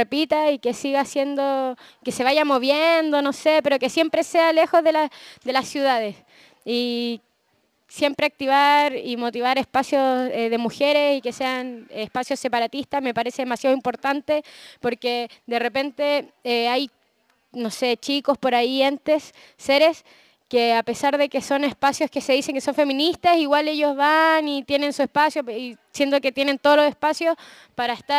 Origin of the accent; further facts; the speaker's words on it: Valparaíso, Chile; Santiago, Valparaíso, yo soy de Valparaíso